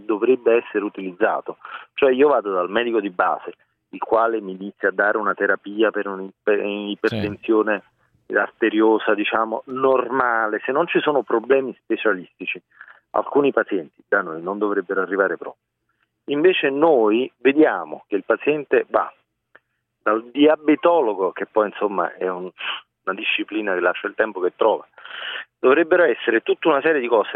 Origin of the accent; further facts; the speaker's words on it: Naples, Campania, Italy; Ho lavorato un po' in Piemonte, ho lavorato in Campania. Io sono originario di Napoli.